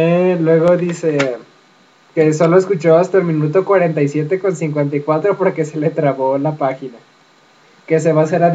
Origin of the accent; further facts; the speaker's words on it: Mexico; accent: Mexican; Que le gustó nuestro acento, en especial el mío, que es tan mexicano.